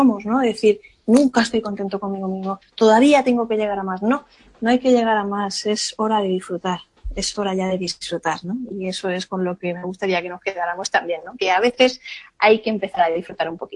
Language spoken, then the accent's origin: Spanish; Alicante, Valencian Community, Spain; Nosotros somos alicantinos